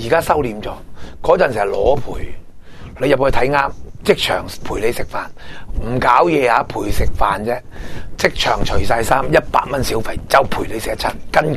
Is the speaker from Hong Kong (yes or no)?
yes; Hong Kong; 我哋香港人饮啤酒